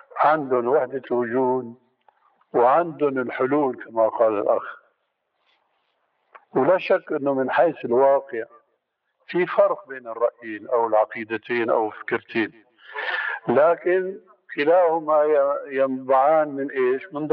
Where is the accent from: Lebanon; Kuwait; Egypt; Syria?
Syria; لكن النوبات مستعملة عندنا في سوريا وهي أنسب لهم